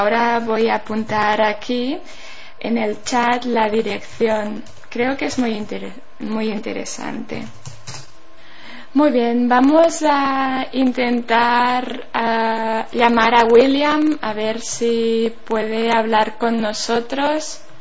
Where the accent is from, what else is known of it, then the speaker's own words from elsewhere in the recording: Berga, Catalonia, Spain; una canción tradicional de aquí, de mi pueblo, de Berga